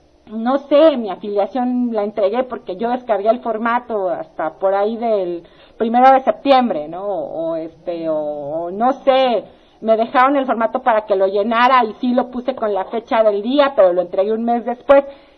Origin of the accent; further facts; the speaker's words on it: Ecatepec, State of Mexico, Mexico; pero yo soy de Catepec, no importa